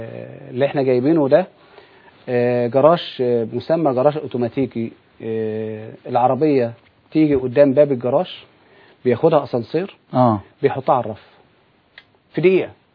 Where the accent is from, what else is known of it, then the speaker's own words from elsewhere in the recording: Egypt; أزمة المواصلات والجراشات اللي موجودة عندنا في مصر.